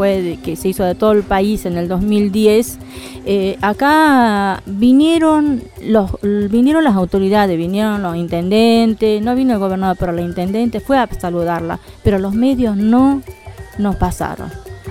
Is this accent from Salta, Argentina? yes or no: yes; Salta, Argentina; de Salta. Hace más de 30 años que estoy acá, pero siempre estamos divulgando nuestra cultura.